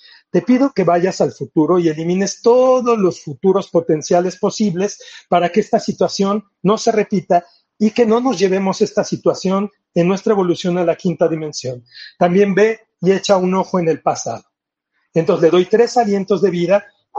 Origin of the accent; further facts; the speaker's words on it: Mexico City, Mexico; yo soy del DF y en el DF pues todo lo tenemos planeado de una manera diferente.